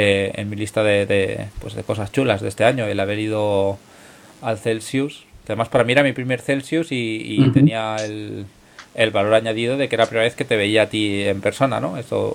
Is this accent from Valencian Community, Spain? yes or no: yes; Moncada, Valencian Community, Spain; se organizará en mi pueblo, en Moncada